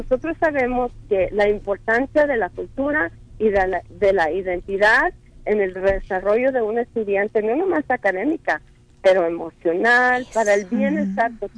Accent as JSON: {"language": "Spanish", "country": "Mexico", "said": "como mexicanos, latinos americanos, pues nuestra cultura es algo que por la historia y es algo que nos han quitado, ¿verdad? Muchos mexicanos no decimos que somos indígenas"}